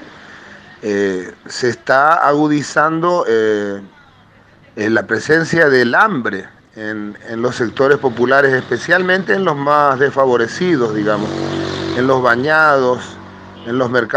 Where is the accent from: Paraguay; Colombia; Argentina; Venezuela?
Paraguay; soy de oficio cantautor hace 35 años en mi país, el Paraguay